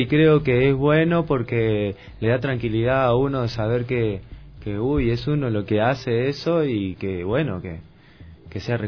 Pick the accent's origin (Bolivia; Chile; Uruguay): Uruguay; now in Ecuador; yo vengo del Uruguay, ¿no?